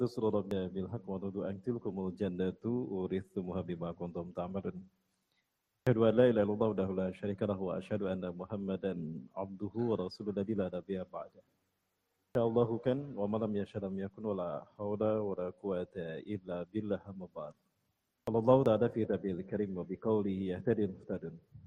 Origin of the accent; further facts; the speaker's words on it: Bandung, West Java, Indonesia; Saya asli dari Bandung. Bandung campuran Padang. Karena ibu saya orang Bandung, ayah saya Bandung Padang. Mepuar Bukit Tinggi. Pendidikan saya banyak di Bandung. SD, SMP di Cimahi.